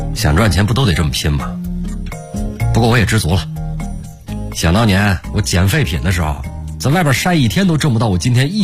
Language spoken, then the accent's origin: Chinese; Northeast China, China; 后来我到了一个东北菜馆，有几个东北老乡给我介绍了一个工作啊